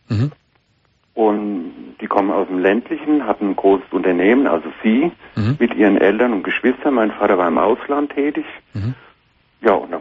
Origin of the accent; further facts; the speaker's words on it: Germany; born there; Ja, ich bin ein Adoptivkind aus der DDR.